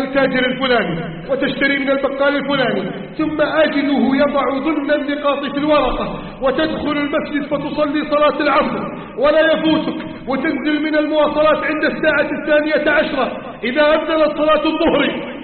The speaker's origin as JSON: {"language": "Arabic", "country": "Egypt", "said": "اللهم احفظ بلدنا مصر من كيد الكائدين"}